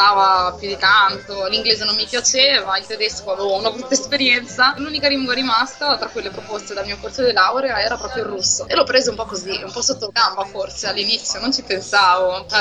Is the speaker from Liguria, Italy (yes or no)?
yes; Rapallo, Liguria, Italy; io sono di una piccola città del nord Italia, della provincia di Genova, si chiama Rapallo.